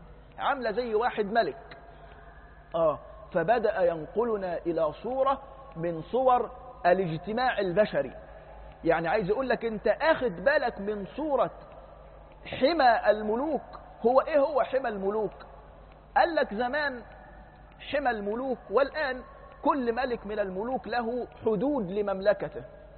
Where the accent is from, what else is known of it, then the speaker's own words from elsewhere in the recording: Egypt; كانت عندنا في مصر معرفش 30 ميل